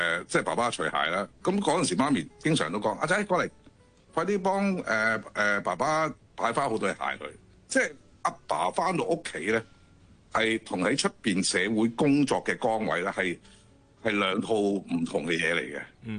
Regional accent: Guangdong, China; 我哋廣東人係嘛，要飲湯噶嘛。

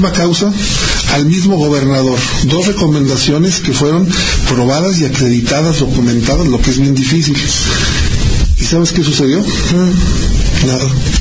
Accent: Aguascalientes, Mexico; De la ciudad de Aguascalientes, del centro de la República Mexicana.

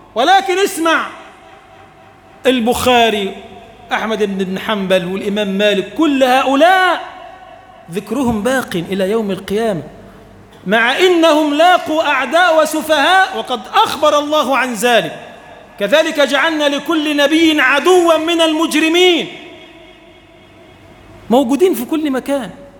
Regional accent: Egypt; اللهم اجعل بلدنا مصر بلدا آمنا مطمئنا

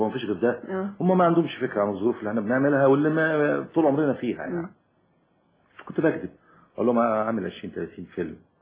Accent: Egypt; إن أنا زي ما قلت سيادتك إن أنا من الريف

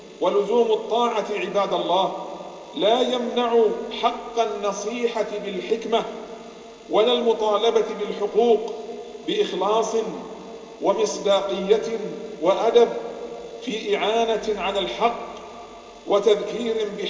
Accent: Bahrain; اللهم إنا نسألك أن تحفظ بلادنا البحرين

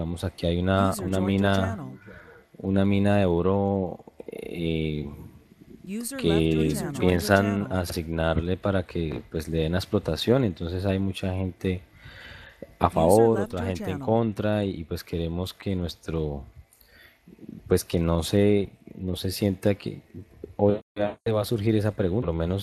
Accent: Líbano, Tolima, Colombia; now in Ibagué, Colombia; yo soy acá pues, de la ciudad de Ibagué, conozco el bueno, soy del Líbano, Tolima, pero vivo acá en Ibagué

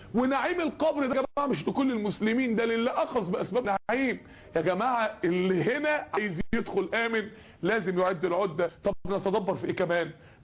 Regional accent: Mansoura, Dakahlia, Egypt; من الداعيات الكبار عندنا في المنصورة

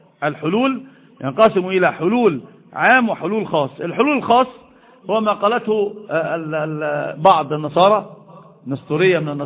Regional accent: Egypt; الحمد لله مش حد عندنا في مصر بيقول بذلك،

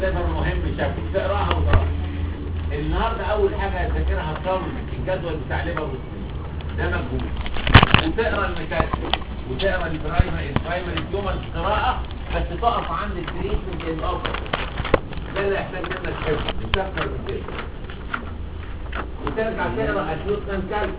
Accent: Egypt; بس كثرة سفرنا احنا المصريين لهذه البلاد

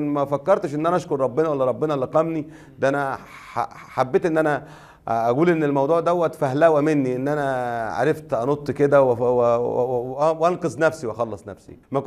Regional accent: Minya, Minya Governorate, Egypt; في البلوكات البيض عندنا في المنيا،

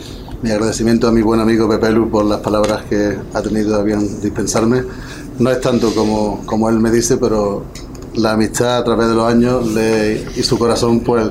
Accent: Archidona, Andalusia, Spain; aquí me tienen hasta que los cofrades de mi pueblo, de Archidona, pues quieran que esté

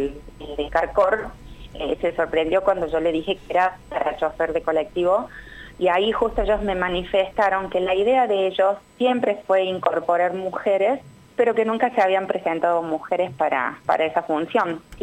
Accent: Córdoba, Argentina; La verdad que yo soy de Córdoba

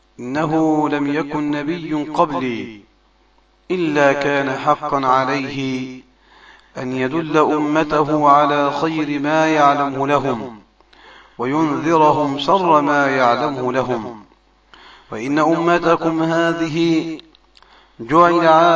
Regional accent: Egypt; وإلى إخواني من أهل السنة في بلدنا مصر خاصة.

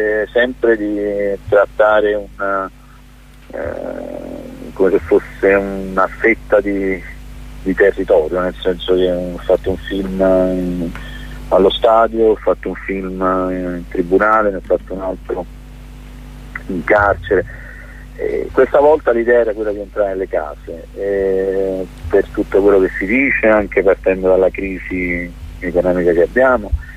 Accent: Naples, Campania, Italy; Io ho girato tutto il mondo, quindi non lo dico solo da napoletano

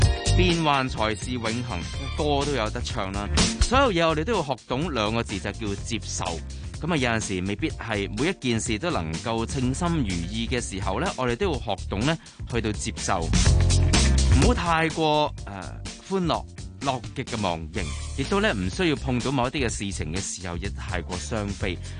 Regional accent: Hong Kong

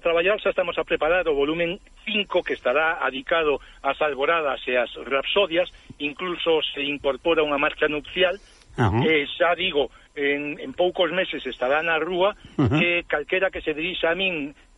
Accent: Vigo, Galicia, Spain; somos de Vigo, Somos de frente a la península de Morrazo.

